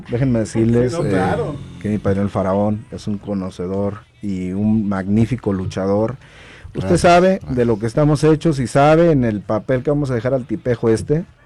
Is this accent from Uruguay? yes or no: no; Guadalajara, Jalisco, Mexico; pues de nuevo aquí en mi tierra, Guadalajara